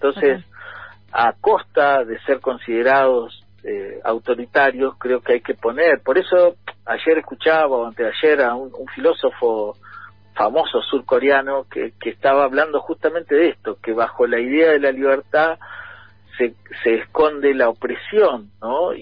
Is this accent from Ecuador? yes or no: no; Argentina; Se construye de la idea de que somos argentinos